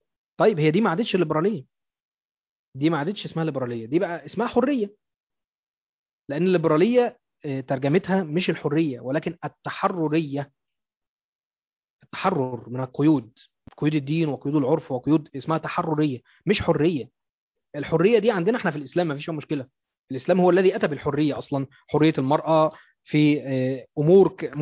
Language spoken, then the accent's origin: Arabic; Egypt; وبالطبع عندنا في مصر، لأن احنا في مصر بنتحكم للقانون الفرنسي